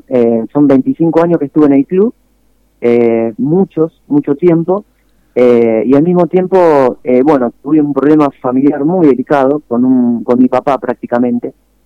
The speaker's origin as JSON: {"language": "Spanish", "town": "Arias", "region": "Córdoba", "country": "Argentina", "said": "yo voy a Arias y no es para criticar a mi pueblo, porque yo lo amo a mi pueblo"}